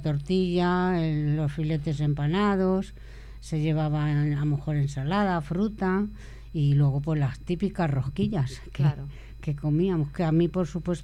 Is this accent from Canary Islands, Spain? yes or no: no; Madrid, Community of Madrid, Spain; yo como soy de Madrid ¿sí? y vivo enfrente del Parque de San Isidro